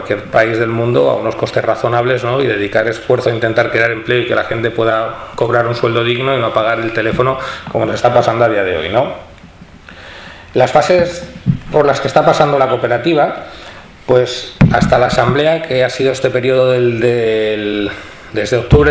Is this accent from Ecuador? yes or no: no; El Prat de Llobregat, Catalonia, Spain; en mi pueblo, en el Prat de Llobregat